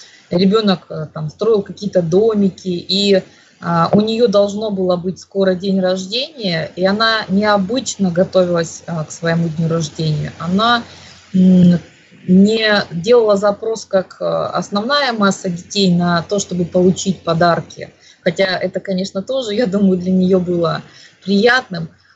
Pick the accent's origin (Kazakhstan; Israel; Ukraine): Ukraine; Crimea; я же из Крыма, тогда мы были Украиной